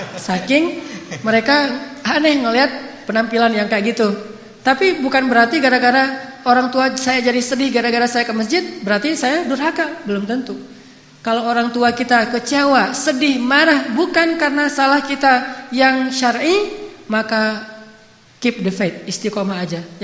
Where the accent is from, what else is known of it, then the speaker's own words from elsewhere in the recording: Aceh, Indonesia; Bang, manggilnya kan saya orang Aceh, dipanggil bang.